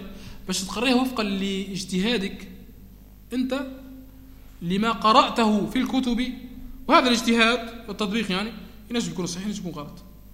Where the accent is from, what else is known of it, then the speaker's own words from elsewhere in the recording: Tunisia; عندنا في تونس من يخلط بين الاجازه والشهاده